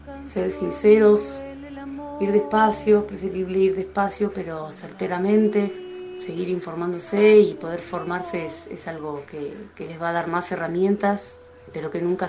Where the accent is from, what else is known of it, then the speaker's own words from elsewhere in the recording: San Carlos de Bariloche, Río Negro, Argentina; soy cantante de San Carlos de Bariloche